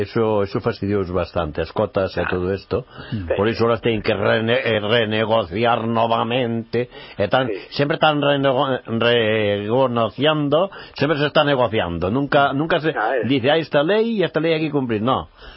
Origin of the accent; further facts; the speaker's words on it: Galicia, Spain; Bueno, eu non son de Lugo, son a 82 kilómetros de Lugo, eh?